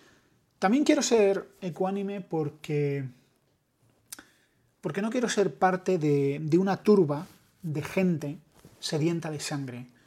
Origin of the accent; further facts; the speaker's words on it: Spain; yo, como todos, y como buen español que soy, también sufro de los mismos males que aquejan a mis compatriotas